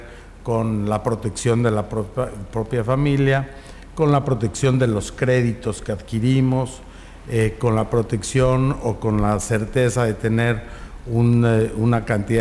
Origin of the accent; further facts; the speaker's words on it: Mexico; born there; pues lo tenemos que hacer nosotros, gente que nacimos en México.